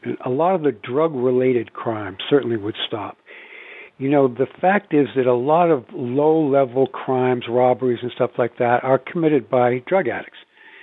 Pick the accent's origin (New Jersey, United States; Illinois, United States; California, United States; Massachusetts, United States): Massachusetts, United States; Wellesley; where I grew up in Wellesley, Massachusetts, which is a bastion of WASPdom.